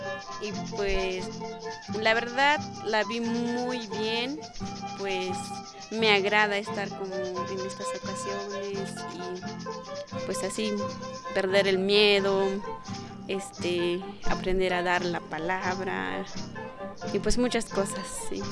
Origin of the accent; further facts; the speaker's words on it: Coquitel, Chiapas, Mexico; first language Tseltal; Spanish is a second language; Yo vengo de Coquitel, de comunidad de Coquitel, de municipio Chilón. Y pues mi lengua es celtal.